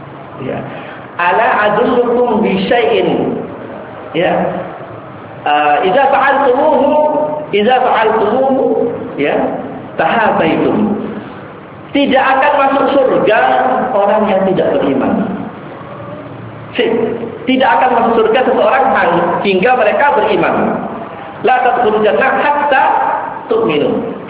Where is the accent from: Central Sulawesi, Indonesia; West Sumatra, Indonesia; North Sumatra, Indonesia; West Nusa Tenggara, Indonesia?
West Nusa Tenggara, Indonesia; Kalau antum ke daerah saya di sana di Sasak itu masih terlihat peristiwa ini